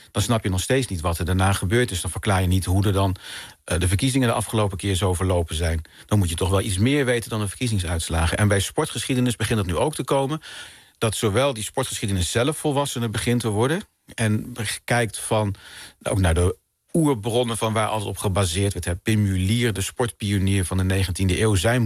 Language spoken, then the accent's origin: Dutch; Dieren, Gelderland, Netherlands; Want ik kom oorspronkelijk uit Dieren en dat ligt niet heel ver van Arnhem. En toen ik 11 jaar was, in 1980 waren daar de Paralympische Spelen